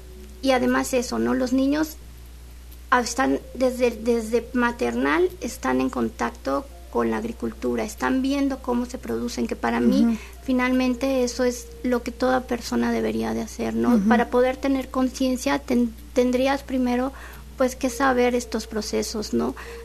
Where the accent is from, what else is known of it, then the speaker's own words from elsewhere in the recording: Mexico City, Mexico; moved away as an adult; Yo llegué de la Ciudad de México como diseñadora gráfica.